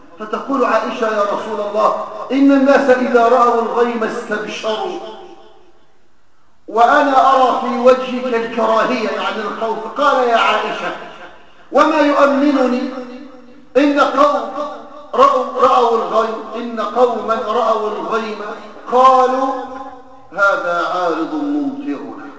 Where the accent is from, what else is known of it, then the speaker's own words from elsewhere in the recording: Egypt; ما وقع في بلادنا مصر على مر السنوات الماضية